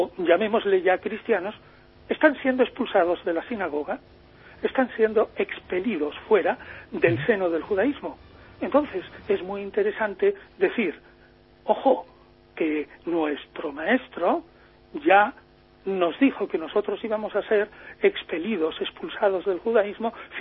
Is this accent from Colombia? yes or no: no; Chipiona, Andalusia, Spain; now in Madrid, Spain; porque yo soy de Chipiona